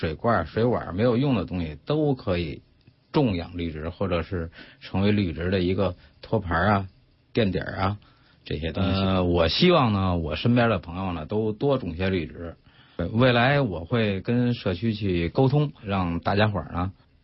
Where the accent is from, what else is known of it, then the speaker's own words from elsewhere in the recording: Lugouqiao, Beijing, China; 我是来自卢沟桥的